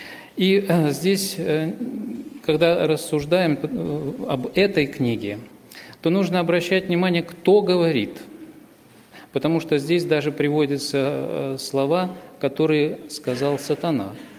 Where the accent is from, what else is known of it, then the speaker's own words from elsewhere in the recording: Bogoroditsk, Tula Oblast, Russia; я из Тульской области. Город Богородицк у нас есть такой. Раньше я был членом церкви в Новомосковске.